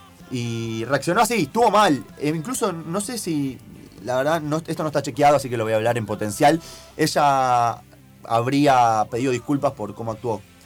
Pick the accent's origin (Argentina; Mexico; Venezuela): Argentina; Somos todos argentinos y vivimos en un estado de democracia.